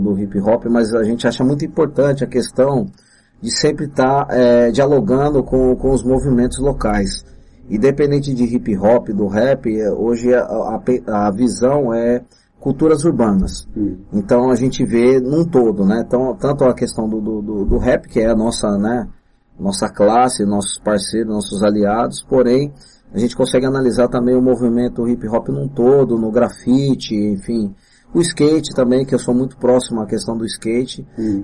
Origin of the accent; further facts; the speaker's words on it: São Bernardo do Campo, São Paulo, Brazil; eu sou de São Bernardo do Campo, sou batateiro, quem nasce em São Bernardo do Campo é considerado batateiro, quem nasce em Santo André, ceboleiro, eu sou batateiro